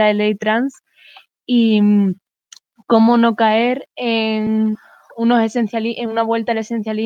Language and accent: Spanish; Costa Rica; soy de Costa Rica y últimamente he visto muchos debates de España